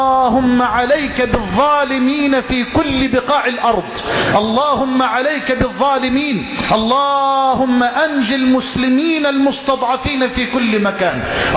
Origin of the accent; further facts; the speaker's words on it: Egypt; اللهم اجعل بلدنا مصر واحة للأمن والأمان